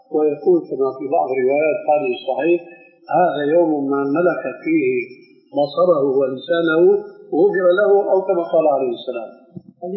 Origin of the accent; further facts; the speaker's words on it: Syria; كما يقولون عندنا بالشام